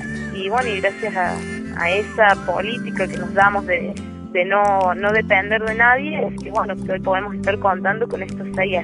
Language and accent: Spanish; Río Cuarto, Córdoba, Argentina; soy del Ciber Río Cuarto de la provincia de Córdoba